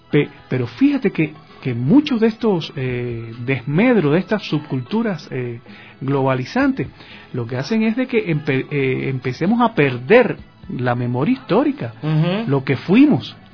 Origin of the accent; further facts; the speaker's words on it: Cuba; lo digo por experiencia propia como cubano, nosotros los cubanos hemos pasado con bastantes vicisitudes